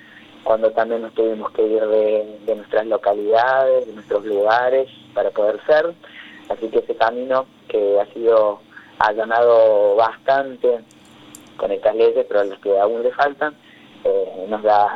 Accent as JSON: {"language": "Spanish", "town": "Villa Dolores", "region": "Córdoba", "country": "Argentina", "tie": "born or raised there", "said": "Ahí, muy cerquita de Mina Clavero, en Villa Dolores, a 50 kilómetros de Mina. Así que la infancia y la adolescencia en Tras la Sierra"}